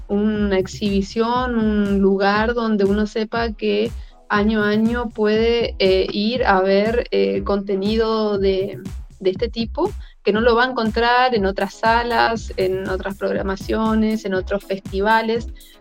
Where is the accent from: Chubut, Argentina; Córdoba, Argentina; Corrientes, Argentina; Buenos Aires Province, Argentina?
Corrientes, Argentina; yo nací en Corrientes, y bueno, me crié toda mi vida ahí